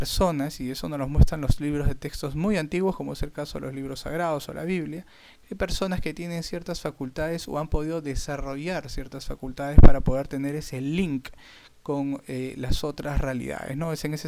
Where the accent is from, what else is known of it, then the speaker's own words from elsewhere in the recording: Peru; Sí, acá en mi país, bueno, mi país es bastante conocido también como en Argentina por bastantes personas que tienen muchísimos años aquí en Perú.